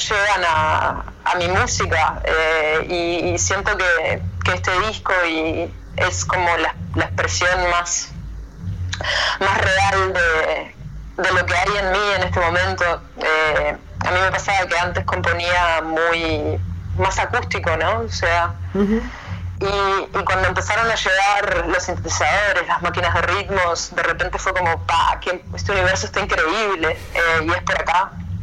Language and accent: Spanish; Salto, Uruguay; moved away as an adult; now in Montevideo, Uruguay; Soy de Salto, Uruguay, pero nacida en Salto.